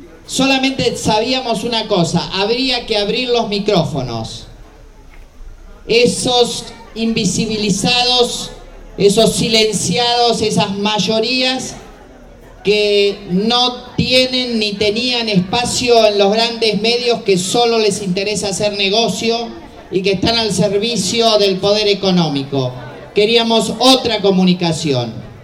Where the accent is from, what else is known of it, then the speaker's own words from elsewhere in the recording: La Plata, Buenos Aires Province, Argentina; now in Viedma, Argentina; Radio Encuentro en Viedma, en la Patagonia Argentina. Yo soy platense